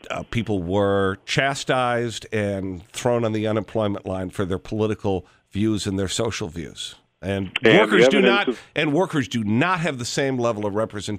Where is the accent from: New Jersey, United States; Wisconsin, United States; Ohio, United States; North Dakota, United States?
Wisconsin, United States; Madison; Yes, I grew up in Meadowood. So, yes, I did. I guess you could call that a suburb even though it was in the city.